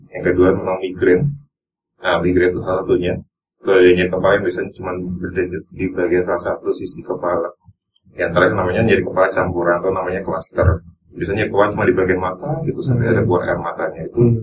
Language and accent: Indonesian; Tarakan, North Kalimantan, Indonesia; born there; now in Yogyakarta, Indonesia; Kalau saya agak Was ya, dari Bapak Ibu asli Temanggung. Jadi saya dulu lahir di Kalimantan.